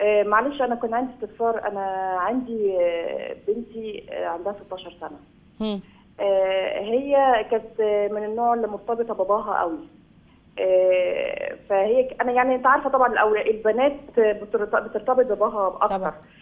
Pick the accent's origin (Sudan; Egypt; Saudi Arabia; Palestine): Egypt; Upper Egypt; بس احنا طبعا في عندنا في الصعيد الثانوي في مدارس حكوميه